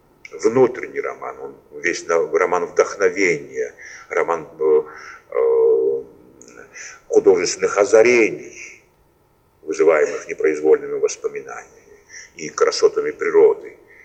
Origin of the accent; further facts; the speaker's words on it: Tbilisi, Georgia; почему по случайности библиотечных потоков в моем родном городе Тбилиси, именно когда я учил английский язык